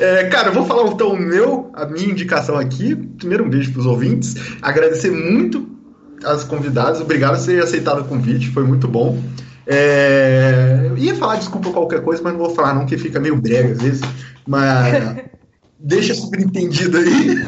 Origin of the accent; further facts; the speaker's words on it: Vassouras, Rio de Janeiro, Brazil; porque quando era menor, no interior, eu sou de Vassouras